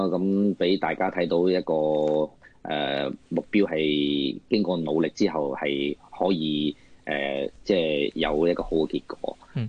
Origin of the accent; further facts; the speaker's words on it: China; now in Hong Kong; 我哋咁啊，包括我都系内地过嚟嘅。咁但系因为我母语系广东话咧，就好多谢香港市民好容易接受到我啦